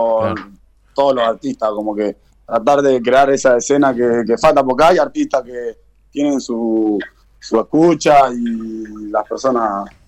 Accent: Montevideo, Uruguay; Siempre. Toda la vida me crié ahí y está. Y en mi barrio, o sea, sí, es lo que represento.

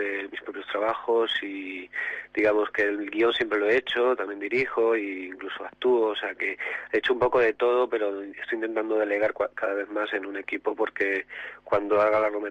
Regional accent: Ciudad Real, Castilla-La Mancha, Spain; no tengo familia en el cine y que todo soy de Ciudad Real

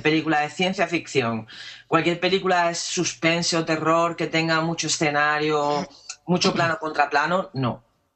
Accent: Andalusia, Spain; sobre todo yo que soy andaluza, soy muy vaga

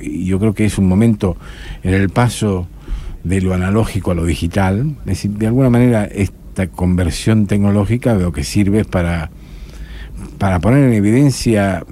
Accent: Tucumán, Argentina; born there; soy español, tengo la nacionalidad española, pero tengo la nacionalidad argentina también. Nacido en Tucumán

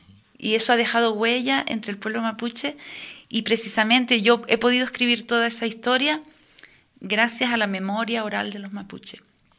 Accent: Western Sahara; Mi infancia en el Sahara, además, me ha dado las claves para entender las relaciones entre canarios y saharauis.

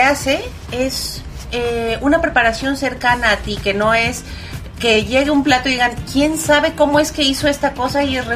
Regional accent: Mexico; como mexicanos es un craso error

